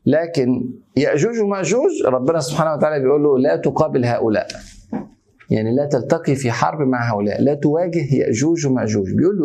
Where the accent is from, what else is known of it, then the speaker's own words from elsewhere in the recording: Egypt; مش عشان انا مصري برضه